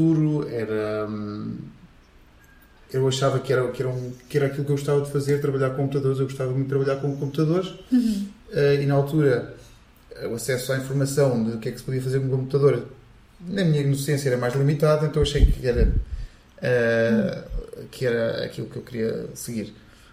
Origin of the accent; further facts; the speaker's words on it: Molelos, Viseu, Portugal; tenho 31 anos, sou natural de Molelos.